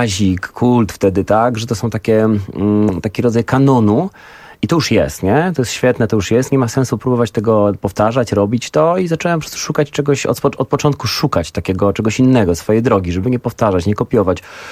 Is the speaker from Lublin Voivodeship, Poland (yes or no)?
no; Zielona Góra, Lubusz Voivodeship, Poland; bo pochodzę z małej miejscowości z Zielonej Góry